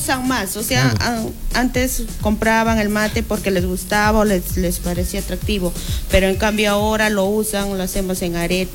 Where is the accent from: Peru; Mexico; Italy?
Peru; Cochas Chico, Junín; Este es el pueblo de donde yo vengo, que es Cochas Chico, y eso queda por el tambo